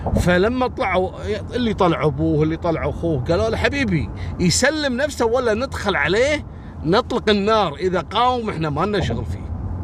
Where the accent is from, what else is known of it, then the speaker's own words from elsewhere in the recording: Kuwait; أصحاب هواية المشي يروحوا له أماكن معروفة عندنا في الكويت